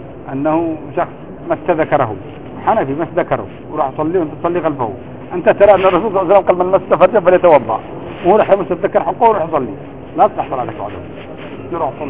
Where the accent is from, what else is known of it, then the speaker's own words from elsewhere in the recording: Yemen; عندنا في اليمن